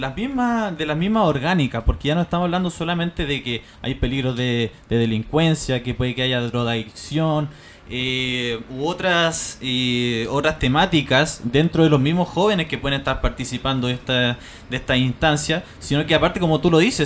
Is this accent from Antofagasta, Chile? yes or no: no; Puente Alto, Santiago Metropolitan Region, Chile; me imagino yo también soy de Puente, que la organización social en Puente Alto es muy potente